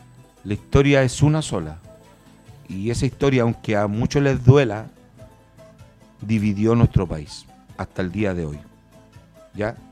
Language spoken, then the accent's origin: Spanish; Chile; la hegemonía de nuestra patria, cómo somos como chilenos.